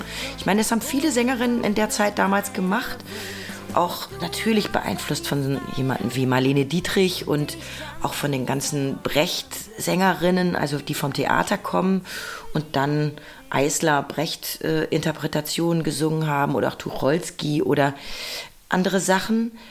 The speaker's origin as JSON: {"language": "German", "town": "Bad Salzuflen", "region": "North Rhine-Westphalia", "country": "Germany", "tie": "born or raised there", "said": "Bei uns gab es fast nur Klassikplatten in meiner Kindheit in Bad Salzuflen in Ostwestfalen."}